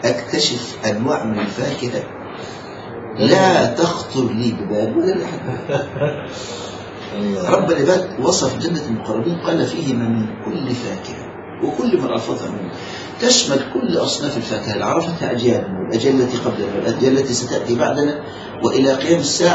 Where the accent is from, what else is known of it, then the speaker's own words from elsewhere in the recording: Egypt; بياخدوا جبال الرمان عندنا في مصر